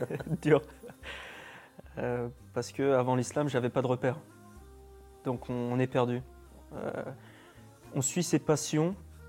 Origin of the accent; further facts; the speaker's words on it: France; now in Istanbul, Turkey; je suis français, j'ai 25 ans, je suis musulman depuis 4 ans, je me suis converti à l'âge de 21 ans en Égypte.